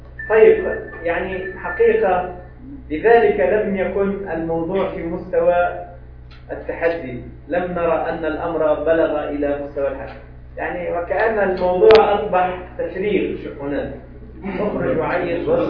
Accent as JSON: {"language": "Arabic", "country": "Tunisia", "said": "عندنا في تونس، أنا ما أعلم، هل تعلمون؟"}